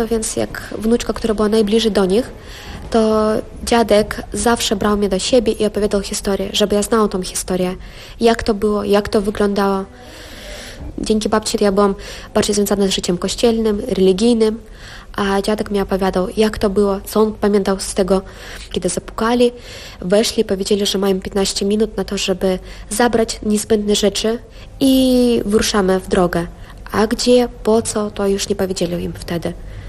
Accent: Kazakhstan; also born or lived in Kyrgyzstan; Ja sobie uświadomiłam, że jestem Polką w wieku 8-9 lat. Wtedy, kiedy przyjechaliśmy z Kirgizji do Kazachstanu i ja znalazłam się w polskiej wiosce, gdzie mieszkali moi dziadkowie. Urodziłam się w Kirgizji, chociaż moi rodzice i dziadkowie mieszkali w Kazachstanie.

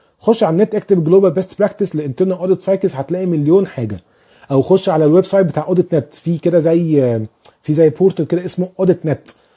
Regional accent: Egypt; moved away; طيب في حسن الموسوي او الموسوي بيسألني انت منين؟ انا من مصر.

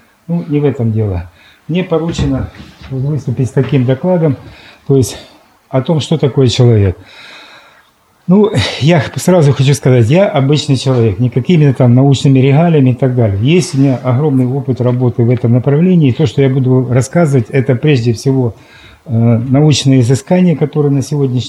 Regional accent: Luhansk, Luhansk Oblast, Ukraine; Я сам с Луганска

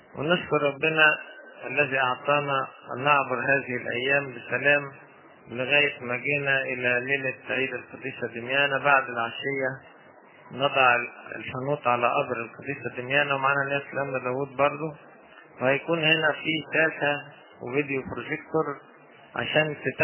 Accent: Mansoura, Dakahlia, Egypt; born there; عشان انا من مواليد المنصورة، وان كانت اسرتي اصلا من دمياط، لكن كان والدي بيشتغل في المنصورة ساعة ما اتولدت.

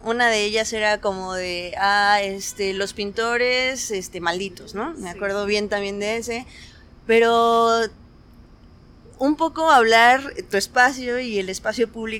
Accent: Mexico City, Mexico; Tengo 30. Toda mi vida he vivido aquí en la Ciudad de México.

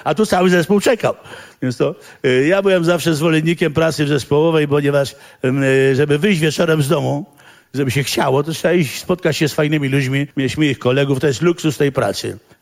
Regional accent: Warsaw, Masovian Voivodeship, Poland; Dla mnie jest ważne, bo ja jestem warszawiakiem przedwojennym.

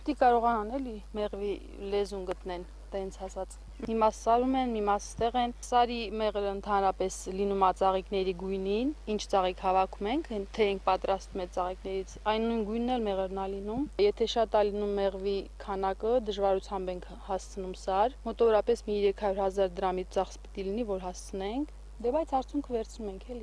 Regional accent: Vank, Armenia; մենք տեղափոխվել ենք այս գյուղ, հենց մեղվի պատճառով ենք տեղափոխվել, ես Վանքից եմ, ամուսինս Գառնաքարից

